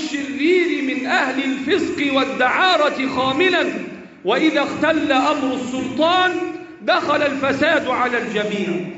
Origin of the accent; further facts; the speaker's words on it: Egypt; اللهم احفظ بلدنا مصر وسائر بلاد